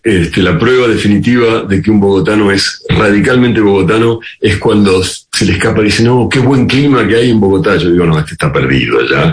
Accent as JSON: {"language": "Spanish", "country": "Argentina", "also_born_or_lived": "France / Spain", "said": "yo soy argentino. Los argentinos somos bastante, o fuimos durante mucho tiempo, muy poco latinoamericanos. Yo además había vivido mucho fuera de aquí, en Francia, en España"}